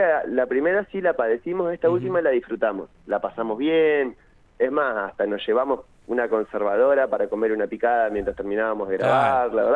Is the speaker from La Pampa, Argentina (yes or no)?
yes; General Pico, La Pampa, Argentina; now in Santa Rosa, Argentina; yo soy de Pico, ya hace un montón de años que vivo acá, ya soy bastante santarroceño para esta altura.